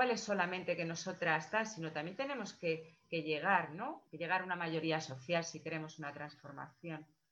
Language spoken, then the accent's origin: Spanish; Madrid, Community of Madrid, Spain; Yo soy de Madrid, ¿eh?